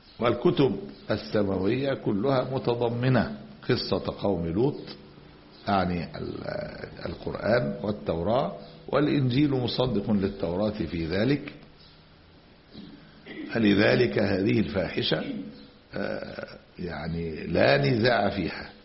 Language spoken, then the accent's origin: Arabic; Egypt; بعض المدارس الألمانية عندنا في مصر من سنوات